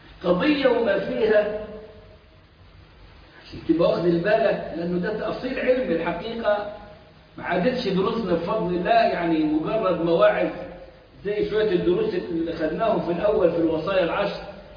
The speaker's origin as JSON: {"language": "Arabic", "country": "Egypt", "said": "زي اللي فاكر مثلا عندنا في مصر"}